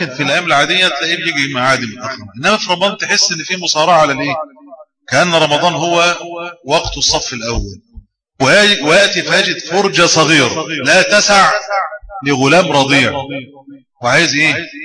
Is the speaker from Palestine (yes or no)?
no; Egypt; وأنا كنت أتخيل أن المشكلة دي عندنا في مصر